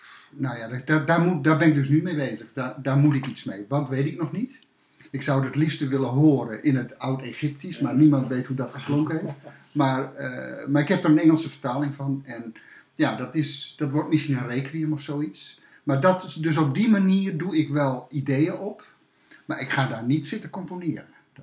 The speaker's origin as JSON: {"language": "Dutch", "region": "Groningen", "country": "Netherlands", "said": "En daarvoor, ik ben een Groninger, daarvoor woon ik in de Groninger binnenstad, heel lang."}